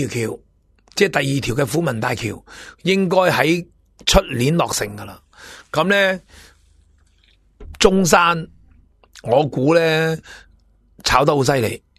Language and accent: Cantonese; Hong Kong; 我哋香港人点啊，我哋香港人点啊